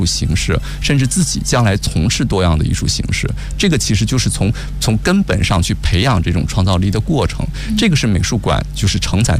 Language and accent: Chinese; Dalian, Liaoning, China; 我是出生在大连，我是老家是大连的